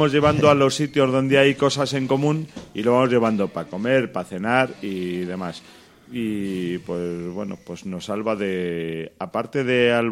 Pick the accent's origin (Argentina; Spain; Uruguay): Spain; Segovia, Castile and León; Que soy de Segovia, hostias.